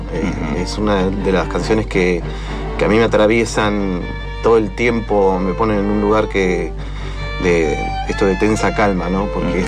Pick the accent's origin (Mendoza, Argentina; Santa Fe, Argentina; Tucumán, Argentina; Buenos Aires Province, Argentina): Tucumán, Argentina; born there; now in Buenos Aires, Argentina; Yo nací en Tucumán. Y me quedé en Buenos Aires, digamos.